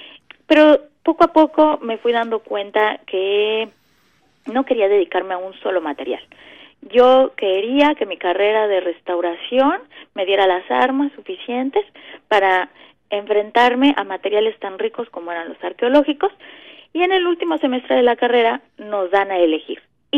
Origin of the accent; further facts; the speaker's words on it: Mexico City, Mexico; Yo crecí en el Distrito Federal, uh-huh, por lo tanto tenía, por supuesto